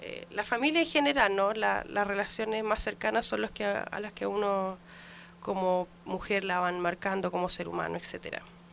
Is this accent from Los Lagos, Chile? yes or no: yes; Osorno, Los Lagos, Chile; born there; yo nací en Rahue, es un sector de Osorno.